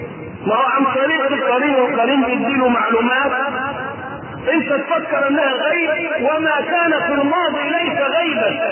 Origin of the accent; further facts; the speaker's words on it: Egypt; ولذلك ما عندنا في مصر لا تجيء في بقية دول العالم